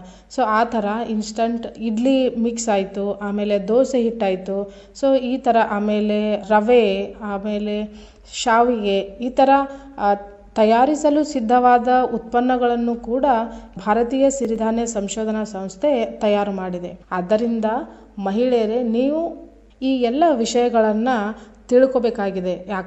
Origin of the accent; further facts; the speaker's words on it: Karnataka, India; ನಾವು ಉತ್ತರ ಕರ್ನಾಟಕದವರು